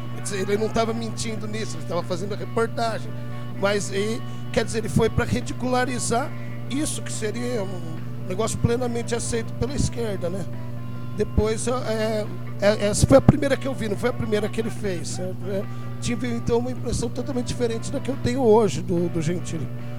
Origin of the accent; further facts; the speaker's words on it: São Carlos, São Paulo, Brazil; moved away; quando eu saí de São Carlos, eu chegava falando que o IDH da cidade já tinha subido, etc.